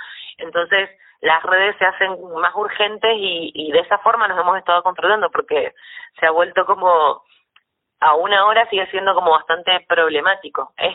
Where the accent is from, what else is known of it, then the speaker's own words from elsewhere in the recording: Mendoza, Argentina; Yo vengo desde Mendoza, muy cerquita de, en realidad, ya más cerca de Chile, de la frontera con Santiago de Chile que con Buenos Aires, que nos queda en la otra punta